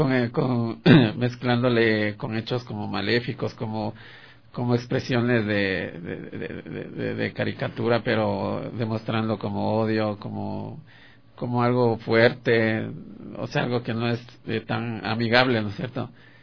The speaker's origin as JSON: {"language": "Spanish", "town": "Quito", "region": "Pichincha", "country": "Ecuador", "tie": "born there", "said": "Sí, yo nací aquí en Quito."}